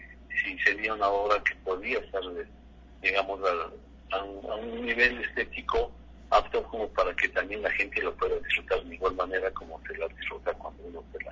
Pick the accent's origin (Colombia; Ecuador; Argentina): Ecuador; Quito, Pichincha; porque yo desde los 15 años en mi barrio de San Roque, en Quiteño, soy de San Roque